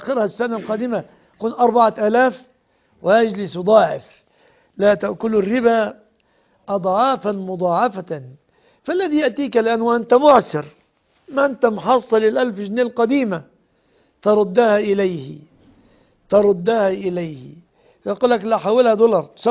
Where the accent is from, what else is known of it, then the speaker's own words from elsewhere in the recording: Egypt; خاصة في بلادنا مصر، نسأل الله أن يسلمها ويسلم بلاد